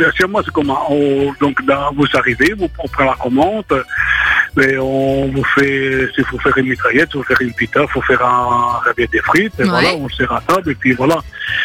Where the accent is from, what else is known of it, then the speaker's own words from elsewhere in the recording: Italy; Oui, je suis italien, mais bon, j'ai pas de pizza, j'ai fait des frites.